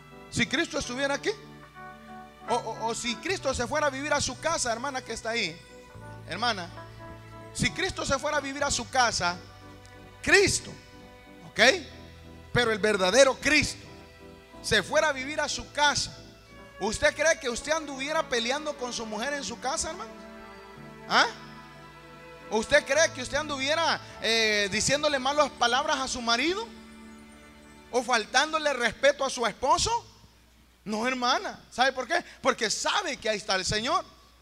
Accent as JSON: {"language": "Spanish", "country": "Honduras", "tie": "born or raised there", "said": "yo lógicamente me estoy remontando a mi país, Honduras, y sé que en mi país, años atrás, no había electricidad donde yo vivía"}